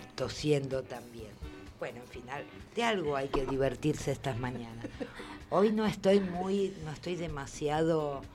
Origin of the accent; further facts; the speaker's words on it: Argentina; Yo siendo argentina no conozco muchas partes de mi país